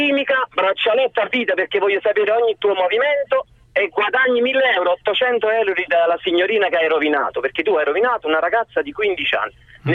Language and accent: Italian; Avellino, Campania, Italy; perché io sono di Avellino, quindi ogni tanto mi passa.